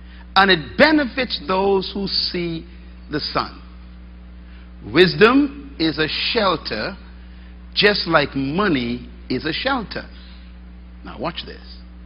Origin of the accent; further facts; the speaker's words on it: Bain Town, New Providence, Bahamas; born there; I was born in Bainetown, sleeping on the floor, opening the window with a piece of stick, putting tarping on top of the roof so the water don't come in the night